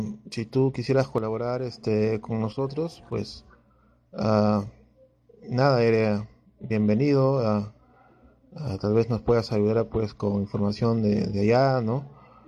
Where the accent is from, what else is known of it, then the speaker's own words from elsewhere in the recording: Peru; Y como peruanos debemos estar unidos, ¿no?